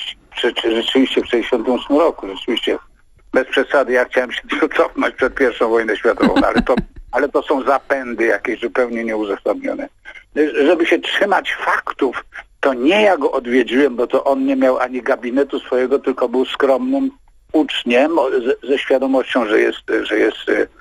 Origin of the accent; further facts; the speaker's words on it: Lesser Poland, Poland; no bo ja stamtąd, ja jestem górol z Pnioka.